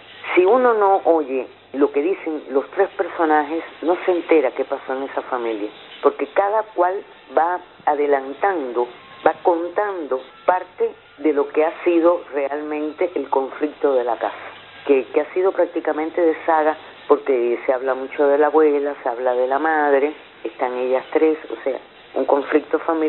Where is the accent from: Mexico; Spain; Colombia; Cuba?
Cuba; soy cubana, soy actriz